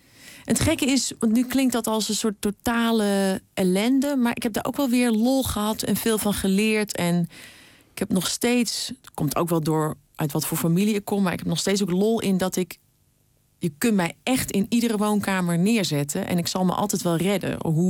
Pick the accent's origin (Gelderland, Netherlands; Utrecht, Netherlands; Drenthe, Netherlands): Utrecht, Netherlands; waar ik vandaan kom, is nu weer paardenmarkt. Althans in Vianen dan, weet je wel, in het stadje wat grenst aan het dorp.